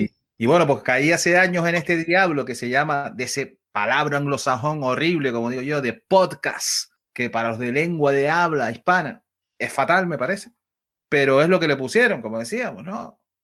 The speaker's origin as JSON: {"language": "Spanish", "region": "Canary Islands", "country": "Spain", "said": "que soy de España, soy de las Islas Canarias"}